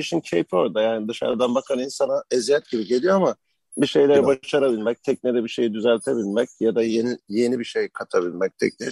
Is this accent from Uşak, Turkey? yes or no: yes; Uşak, Turkey; Valla ben Uşaklıyım aslında.